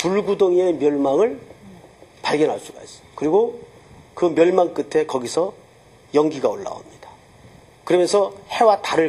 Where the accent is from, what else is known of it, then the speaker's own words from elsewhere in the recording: Daegu, South Korea; 저는 이제 어릴 적 시절을 대구에서 살았는데